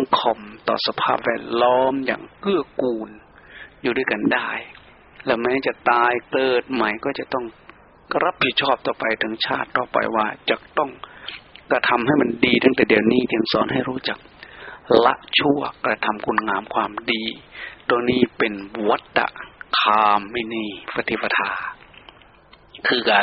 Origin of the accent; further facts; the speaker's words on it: Isan, Thailand; อยากจะพูดถึงประเพณีในวันออกพรรษาเอาในภาคอีสานนี้ซะก่อนเพราะว่าเราเป็นชาวอีสาน